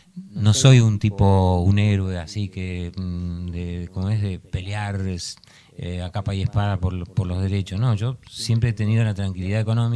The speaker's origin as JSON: {"language": "Spanish", "country": "Argentina", "moved": "yes", "said": "Yo dije, vengo de Argentina, de una dictadura, y en Francia me van a censurar."}